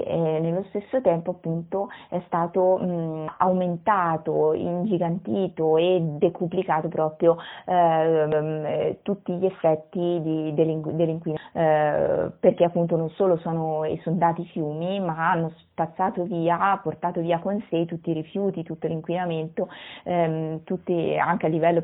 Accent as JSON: {"language": "Italian", "town": "Faenza", "region": "Emilia-Romagna", "country": "Italy", "said": "e sono di Faenza"}